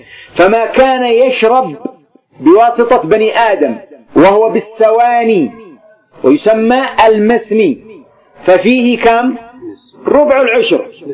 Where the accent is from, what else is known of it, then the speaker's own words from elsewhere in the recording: Yemen; عندنا في اليمن هنا في بلادي يقولون: اليوم سنذهب نسني، عندي نسني الماء، نسني الزراعة.